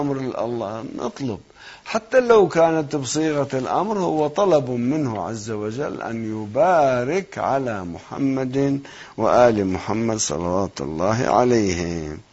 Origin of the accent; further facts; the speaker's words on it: South Governorate, Lebanon; now in Qom, Iran; أنا من قريتنا في لبنان فوق صور ما أعرضت عنها، يمكن يأتي وقت أني أسكن فيها